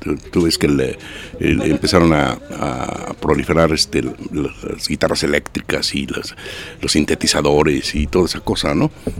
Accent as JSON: {"language": "Spanish", "region": "Jalisco", "country": "Mexico", "also_born_or_lived": "Mexico City", "said": "Yo soy de aquí de Jalisco. Sí. Y estaba radicando en la Ciudad de México en ese tiempo."}